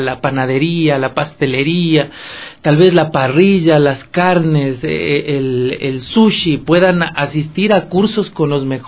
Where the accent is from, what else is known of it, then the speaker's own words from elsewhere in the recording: Ecuador; como ecuatorianos somos muy, muy conservadores, muy tradicionalistas en nuestra gastronomía.